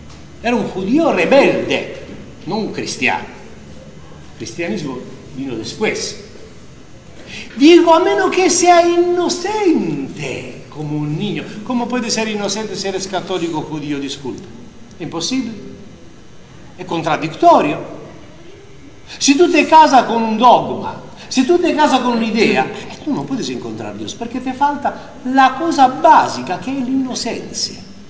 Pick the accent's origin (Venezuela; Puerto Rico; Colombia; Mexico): Mexico; yo, como mexicano